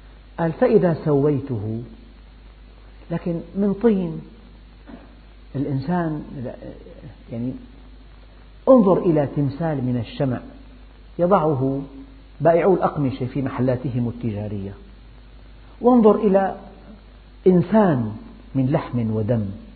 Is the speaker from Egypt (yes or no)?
no; Syria; عندنا في الشام العصر آخر وقت للجنازة